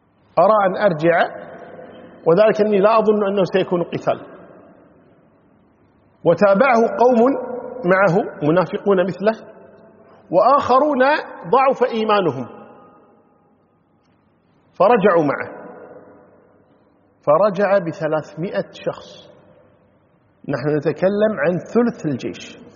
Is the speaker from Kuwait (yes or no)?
yes; Kuwait; يعني عندنا في الكويت معروف مثلا نتكلم نقول حرام ها زرام